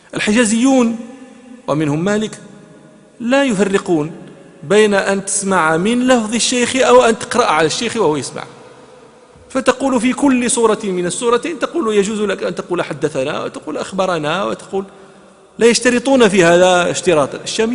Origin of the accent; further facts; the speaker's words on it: Morocco; حتى لا نتهم بأننا ننسب الفضائل أنا مغربي